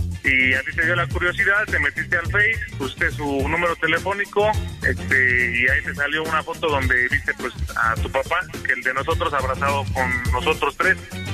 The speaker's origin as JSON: {"language": "Spanish", "region": "State of Mexico", "country": "Mexico", "lives_now": "Querétaro, Mexico", "said": "Yo trabajo acá, pero somos de del Estado de México."}